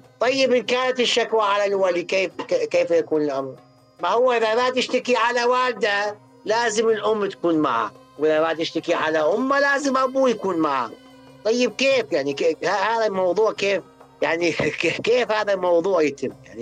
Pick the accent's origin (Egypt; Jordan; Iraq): Iraq; ما يسمى عندنا بالعراق الطشة